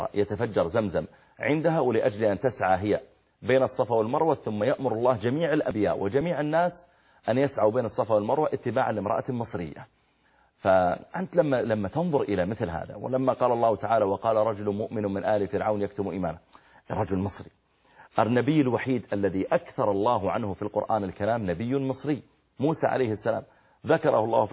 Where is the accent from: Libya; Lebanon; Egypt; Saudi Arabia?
Saudi Arabia; اللي موجودة عندنا في السعودية الآن قريب من المدينة